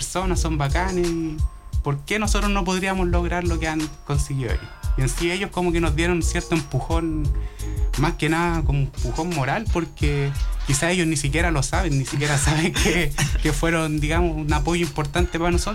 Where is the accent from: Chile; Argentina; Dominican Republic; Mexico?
Chile; Santiago Metropolitan Region; Sí, mira, claro, mirada rara por decir que uno es de Los Espejos.